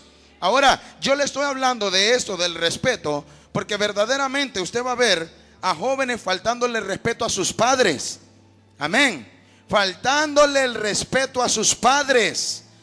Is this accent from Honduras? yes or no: yes; Honduras; Allá en Honduras, yo soy de Honduras, hermano.